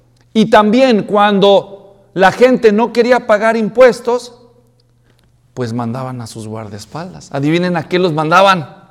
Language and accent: Spanish; Mexico; Sin ofender a los mexicanos, yo también soy mexicano.